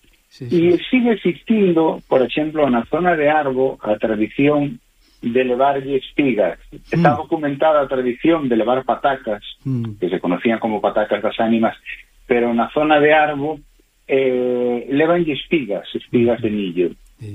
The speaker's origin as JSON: {"language": "Galician", "region": "Galicia", "country": "Spain", "said": "porque somos galegos e estamos falando para un público mayoritariamente galego"}